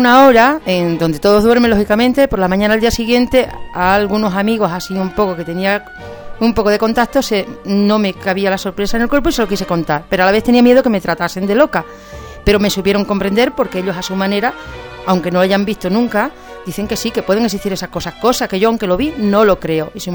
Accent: Gata, Extremadura, Spain; Trabajo fuera de Gata, soy de Gata, pero estoy fuera trabajando en la provincia de Gerona.

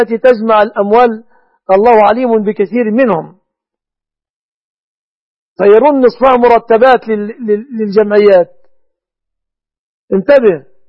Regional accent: Egypt

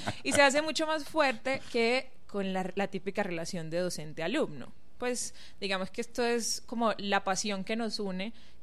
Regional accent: Sincelejo, Sucre, Colombia; now in Medellín, Colombia; yo vengo de una ciudad pequeña de la costa atlántica colombiana, se llama Sincelejo, pero llegué a Medellín hace 12 años aproximadamente.

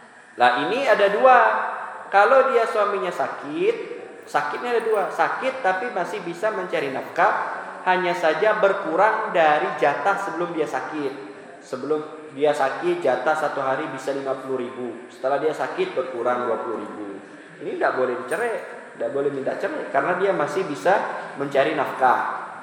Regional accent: Tanjung Hulu, West Kalimantan, Indonesia; Itu terjadi di kampung saya di Tanjung Hulu itu.

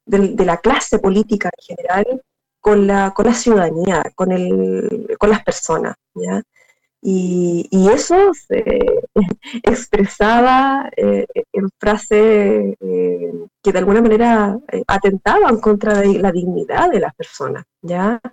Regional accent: Chile; Nosotros como chilenos no hemos tenido esa posibilidad durante mucho tiempo.

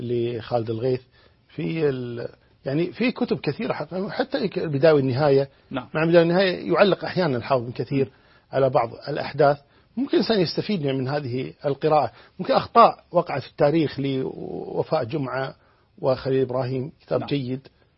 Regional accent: Kuwait; يعني عندنا في الكويت الله الحمد لله في توجه قوي جدا

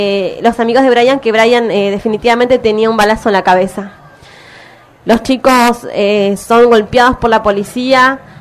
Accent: Neuquén, Argentina; yo vengo de Neuquén.

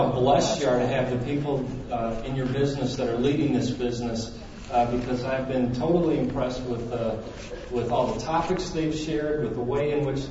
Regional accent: Minnesota, United States; I'm from Minnesota.

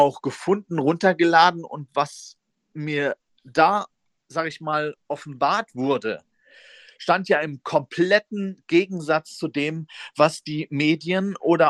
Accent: United States; now in Germany; Und ich komme ja aus Amerika, ich lebe hier

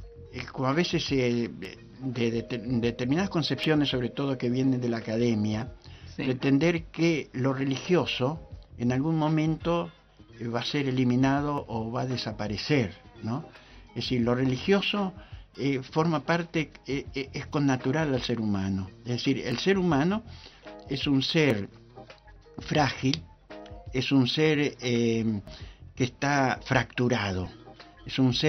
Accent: Argentina; Incluso colectivamente nosotros podemos ver cómo nos unimos nosotros como argentinos con el himno nacional o con la bandera

